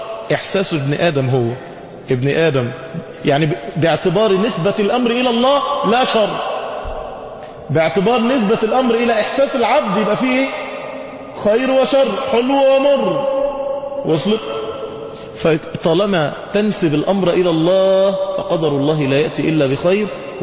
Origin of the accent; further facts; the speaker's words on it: Egypt; احنا كشعوب واحنا كمصريين لما بتتصدم ما بتعرفش تعمل رد فعل